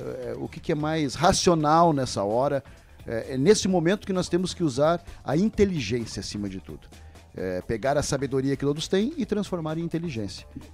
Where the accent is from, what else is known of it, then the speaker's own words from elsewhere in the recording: Rio Grande do Sul, Brazil; now in Chapecó, Brazil; porque também vim lá do Rio Grande do Sul para cá.